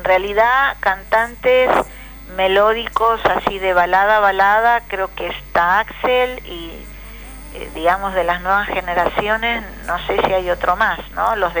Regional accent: Paso del Rey, Buenos Aires Province, Argentina; yo soy de Paso del Rey

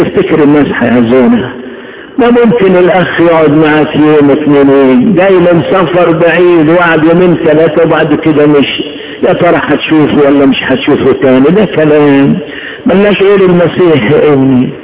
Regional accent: Upper Egypt, Egypt; عيشتنا في الصعيد في طفولتنا. احنا هدينا وطفشنا من الصعيد

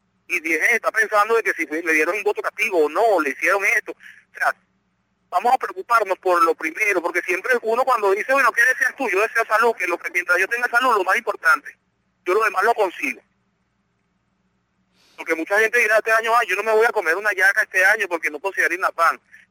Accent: Venezuela; Pero es que nosotros somos venezolanos igual que ustedes. Todos somos venezolanos.

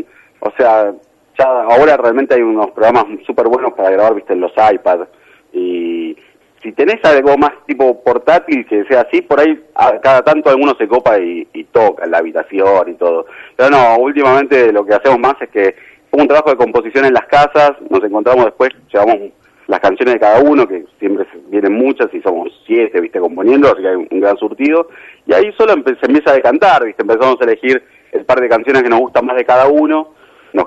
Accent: Argentina; Yo creo que somos una Argentina, es muy piola en montones de cosas

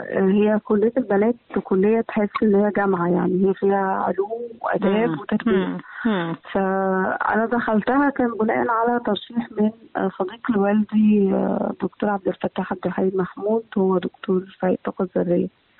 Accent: Egypt; واحنا كباحثين مصريين يعني

